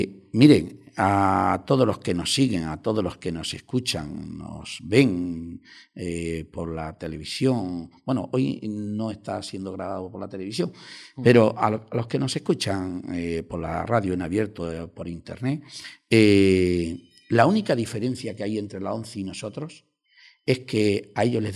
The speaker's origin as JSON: {"language": "Spanish", "town": "Toledo", "region": "Castilla-La Mancha", "country": "Spain", "tie": "born or raised there", "said": "Oiga, en mi tierra, donde yo nací, en Toledo"}